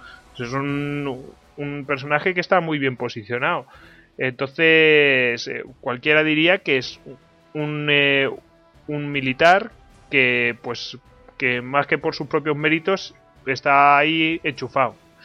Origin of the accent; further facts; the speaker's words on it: Spain; porque nosotros somos de España, pero vamos, que nos escuchan en toda América